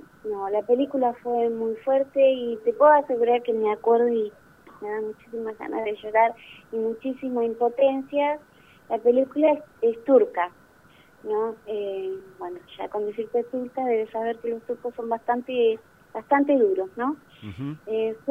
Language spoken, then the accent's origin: Spanish; General Roca, Río Negro, Argentina; now in Bariloche, Argentina; Yo vengo de, por ejemplo, hace muy poco, un año que estoy acá, yo soy de Roca.